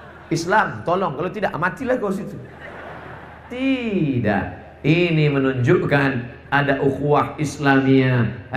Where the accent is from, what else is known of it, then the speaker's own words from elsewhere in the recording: Riau, Indonesia; Bahkan di kampung halaman saya sendiri, Provinsi Riau, hanya yang saya masuki 12 kabupaten.